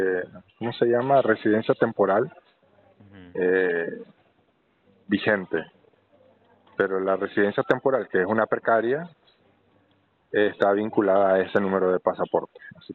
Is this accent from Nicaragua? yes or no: yes; Nicaragua; moved away; Soy nicaragüense y exiliado político.